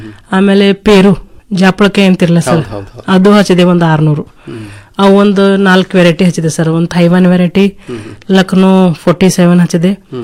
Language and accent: Kannada; Basavakalyan, Karnataka, India; ನಾನು ಕೃಷಿ ಕುಟುಂಬದಿಂದ ಬಂದವಳು, ನನ್ನ ಬಸವ ಕಲ್ಯಾಣ.